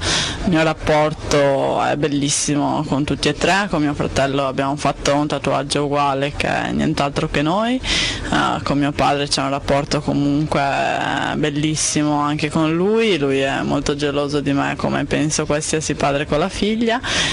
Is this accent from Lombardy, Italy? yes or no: yes; Milan, Lombardy, Italy; born there; sono nata a Milano il 5 agosto 1988.